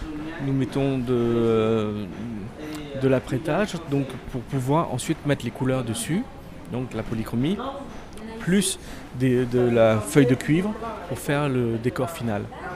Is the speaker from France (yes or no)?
no; Phnom Penh, Cambodia; now in Siem Reap, Cambodia; Non, je suis venu travailler à Siem Reap fin 99, mais je suis originaire de Phnom Penh.